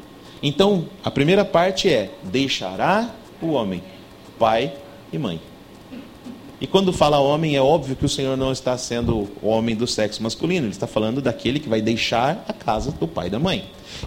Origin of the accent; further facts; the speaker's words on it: Assis, São Paulo, Brazil; now in São José do Rio Preto, Brazil; A minha esposa trabalhava na cidade onde nós morávamos, nós não somos de Rio Preto, nós somos de Assis